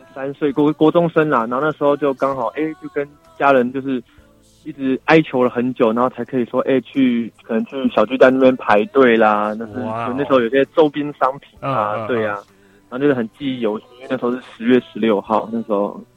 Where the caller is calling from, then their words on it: New Territories, Hong Kong; 我是新界的